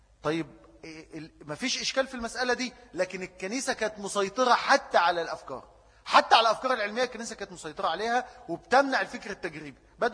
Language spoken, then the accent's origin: Arabic; Egypt; الكلام ده بيتكرر عندنا في مصر